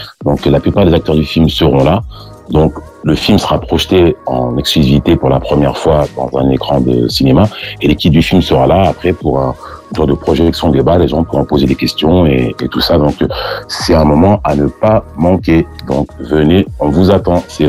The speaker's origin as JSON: {"language": "French", "town": "La Tronche", "region": "Auvergne-Rhône-Alpes", "country": "France", "tie": "born there", "lives_now": "Île-de-France, France", "said": "moi, là aujourd'hui, j'habite en région parisienne, mais je suis né à La Tronche."}